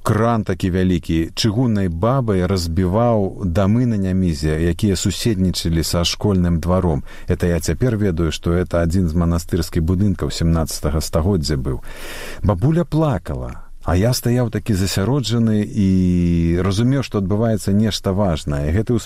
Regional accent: Minsk, Belarus; Нас, …, можна назваць дзецьмі менскага бруку. Мы абодва нарадзіліся і выраслі ў Менску

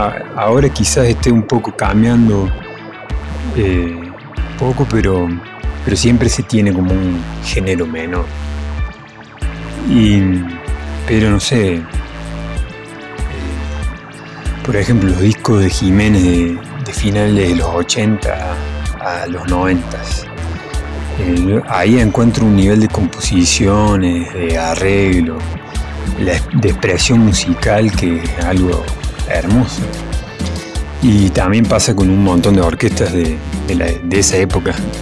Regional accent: Córdoba, Argentina; nosotros no somos como los porteños que con esa nostalgia no lloramos, sino que la bailamos.

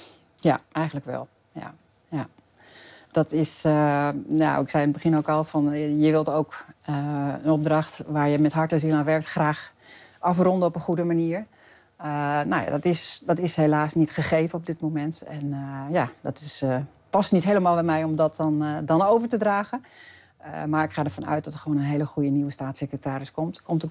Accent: Friesland, Netherlands; Ik kom natuurlijk zelf uit Friesland en ben daar ook geworteld. Ik woon daar ook.

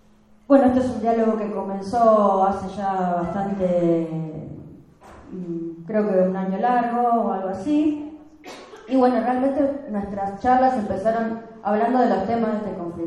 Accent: Rosario, Santa Fe, Argentina; En Rosario, o sea, somos rosarinas, tortas rosarinas.

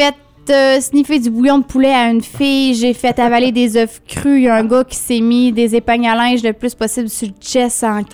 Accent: Drummondville, Quebec, Canada; accent: Drummondville; Ça doit être mon accent drôme-de-villois, encore une fois.

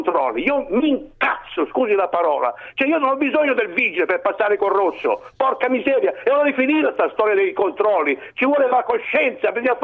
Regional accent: Cerignola, Apulia, Italy; now in Milan, Italy; No, io sono pugliese di origine, ma vivo sono di Cerignola.

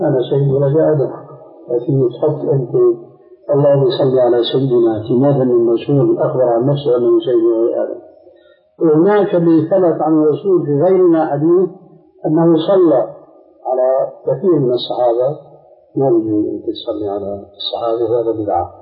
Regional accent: Syria; عندنا في الشام أنه التقى سوري مغربي في مجلس

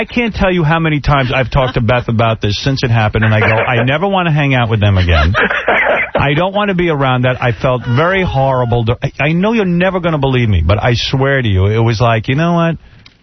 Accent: New York, United States; I'm a guy from Long Island who, you know, grew up, I'm not a Hollywood guy.

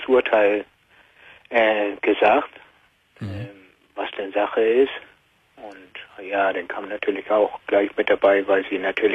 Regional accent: Hamburg, Germany; ich komme aus Hamburg

